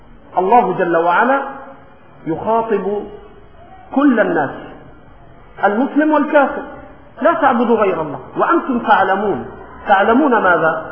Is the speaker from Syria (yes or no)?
no; Egypt; ولكن في لهجتنا المصرية بنقول إيه؟ شلاه شلاه